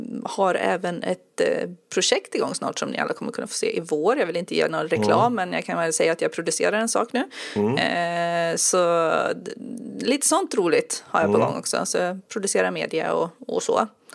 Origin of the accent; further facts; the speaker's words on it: Enköping, Uppsala County, Sweden; born there; also born or lived in Västmanland; now in Södermanland, Sweden; Jag föddes i Uppland och utanför Enköping, och sen har jag bott i Västmanland en massa år, och nu bor jag i Södermanland.